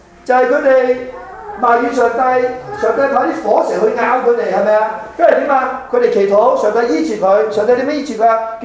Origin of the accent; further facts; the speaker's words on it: China; 特别我哋中国人中意报喜不报忧。